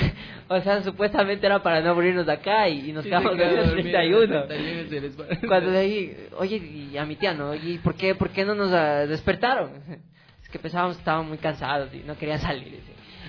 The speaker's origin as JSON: {"language": "Spanish", "country": "Ecuador", "said": "feliz año a cada uno de ustedes, un poco atrasado como buen ecuatoriano"}